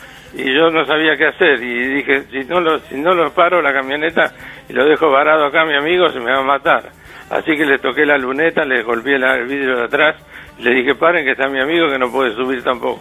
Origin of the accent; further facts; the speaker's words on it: Buenos Aires, Argentina; born there; Yo nací en Buenos Aires, sí, en el hospital británico, en el hospital bancario, que está enfrente a la Plaza Irlanda.